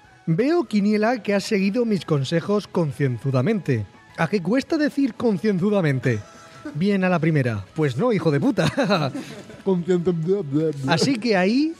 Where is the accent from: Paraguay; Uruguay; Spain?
Spain; Region of Murcia; Me siento menos murciano